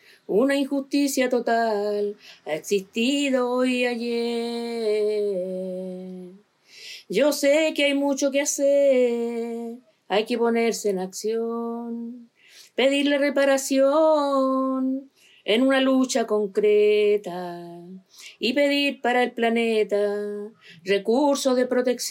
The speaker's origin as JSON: {"language": "Spanish", "town": "Alhué", "region": "Santiago Metropolitan Region", "country": "Chile", "said": "soy de Alhué, de la comuna de Alhué, y vivo en Villa Alhué, en el pueblo de Villa Alhué."}